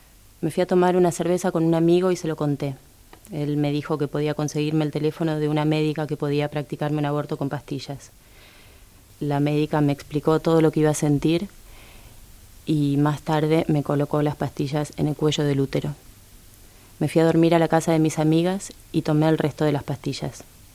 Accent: Buenos Aires, Argentina; de Buenos Aires, tengo 38 años

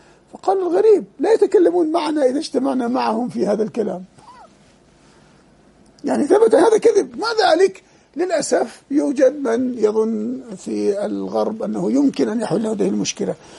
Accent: Jordan; في بلدنا الأردن هنا

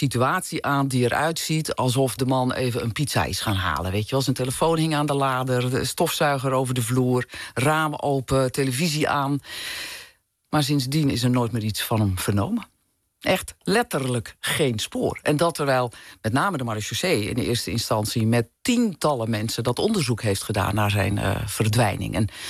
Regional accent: North Holland, Netherlands; ik kom zelf ook uit een wat kleiner dorp, in Noord-Holland, waar ik ben opgegroeid.

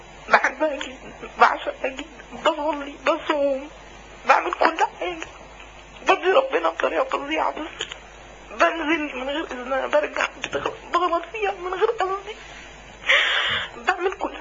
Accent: Alexandria, Alexandria Governorate, Egypt; من اسكندريه، بحضر لحضرتك كل جمعه.

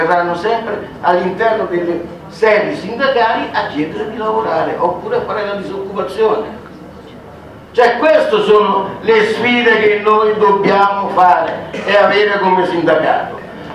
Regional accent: Novi Ligure, Piedmont, Italy; se io abito a parlo di Novi Ligure perché vengo da Novi Ligure, c'è l'industria del cioccolato molto fiorente

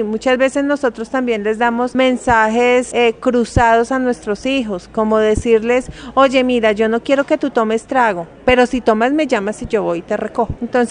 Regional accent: Boyacá, Colombia; now in Bogotá, Colombia; Yo soy boyacense, pues vivo en Bogotá, pero soy boyacense y por mi región se consume mucho el maíz.

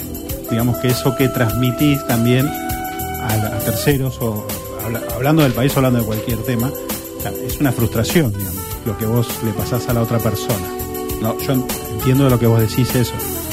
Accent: Argentina; Somos argentinos. Los argentinos pueden hacer cualquier cosa.

